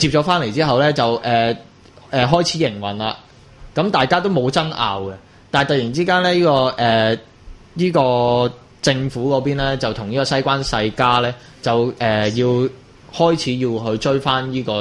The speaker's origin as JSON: {"language": "Cantonese", "country": "Hong Kong"}